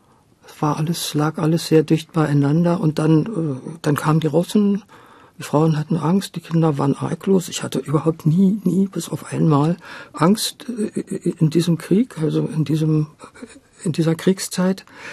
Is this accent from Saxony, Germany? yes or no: yes; Meissen, Saxony, Germany; wenn du da aufgewachsen bist in Meißen, hast du natürlich Sächsisch gesprochen